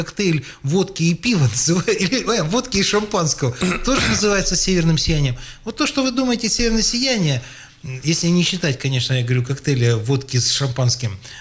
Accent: Sakha Republic, Russia; Да, мои якуты. Это, я же якут.

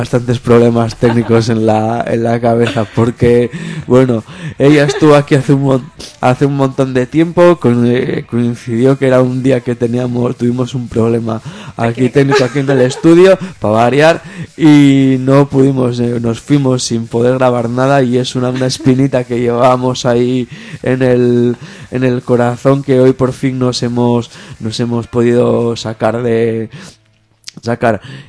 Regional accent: Asturias, Spain; now in São Paulo, Brazil; en mi pueblo también se dice en Asturias

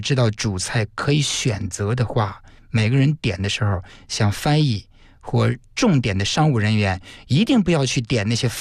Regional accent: China; 但我们中国人呢，也不必用那么的亦步亦趋的跟着外国人走

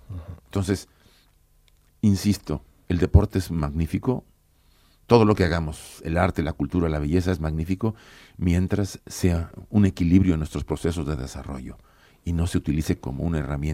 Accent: Mexico; yo vengo de México, ahí los tienen adormilados

